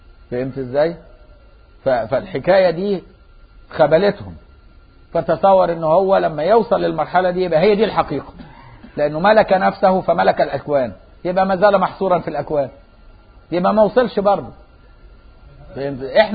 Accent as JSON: {"language": "Arabic", "country": "Egypt", "said": "طول ما احنا في مصر نفتحها بقى"}